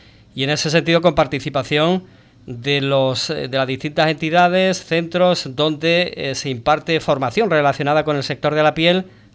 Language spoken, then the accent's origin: Spanish; Ubrique, Andalusia, Spain; Que somos de Ubrique, pero hay que mirarlo con perspectiva y destacarlo